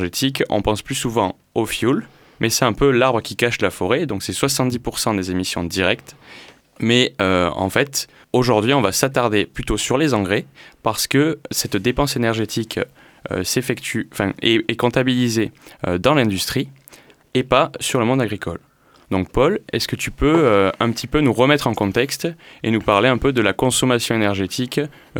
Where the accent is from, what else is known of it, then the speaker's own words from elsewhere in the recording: Occitanie, France; moi je viens de l'Aveyron, je suis fils d'agriculteur